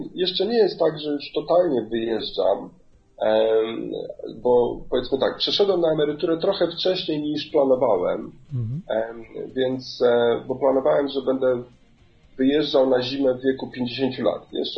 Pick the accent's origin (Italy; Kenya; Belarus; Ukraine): Kenya; pochodzę częściowo z Kenii, więc to jest, powiedzmy, można powiedzieć, moja baza